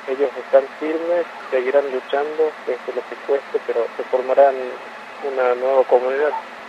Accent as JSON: {"language": "Spanish", "town": "Ingeniero Juárez", "region": "Formosa", "country": "Argentina", "said": "soy de Ingeniero Juárez."}